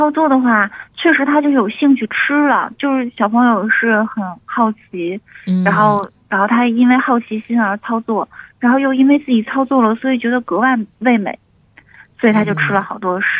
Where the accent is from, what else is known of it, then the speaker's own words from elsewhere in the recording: Beijing, China; 然后咱们北京人爱吃的那个圆茄子